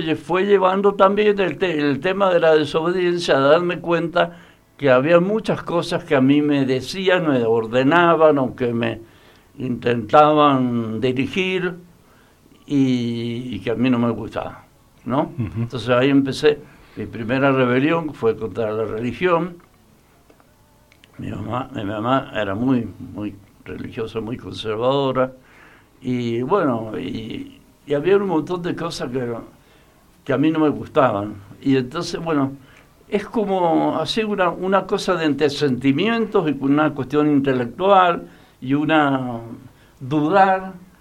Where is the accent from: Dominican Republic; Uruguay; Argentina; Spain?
Argentina; Mendoza; born there; Nací en Latinoamérica. De Mendoza al África, digamos, ese fue